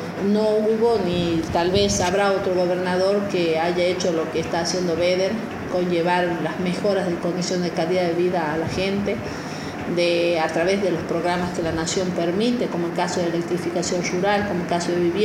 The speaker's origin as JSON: {"language": "Spanish", "region": "La Rioja", "country": "Argentina", "said": "podamos, por supuesto, sentirnos orgullosos de seguir siendo riojanos."}